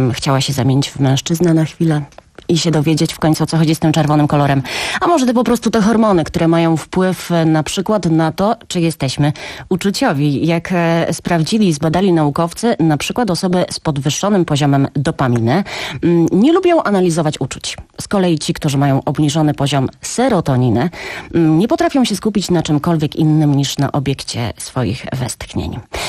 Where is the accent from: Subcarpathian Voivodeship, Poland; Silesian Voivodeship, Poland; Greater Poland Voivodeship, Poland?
Greater Poland Voivodeship, Poland; Poznań; gdyby mi mój mąż powiedział, że nie lubi na przykład miasta, z którego pochodzę, z Poznania, to też bym się rozwiodła.